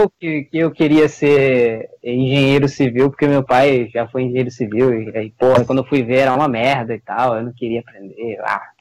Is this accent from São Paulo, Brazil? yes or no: no; Belém, Pará, Brazil; now in Manaus, Brazil; Eu sou de Belém do Pará, mas eu moro no Amazonas, no Manaus.